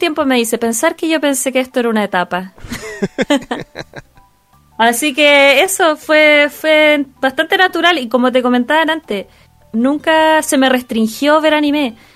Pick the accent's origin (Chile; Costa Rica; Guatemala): Chile; Concepción, Biobío; yo soy de Concepción y hay un canal regional allá en Concepción que se ve solo allá